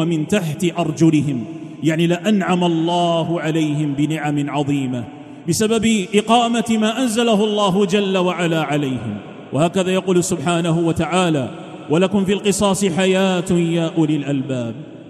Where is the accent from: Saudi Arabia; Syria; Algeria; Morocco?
Algeria; النعمة التي من الله بها علينا في بلادنا الجزائر هي من الله عز وجل